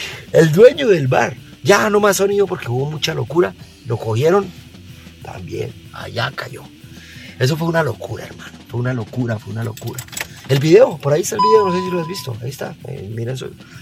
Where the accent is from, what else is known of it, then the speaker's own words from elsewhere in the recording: Colombia; En mi país también. Colombia también.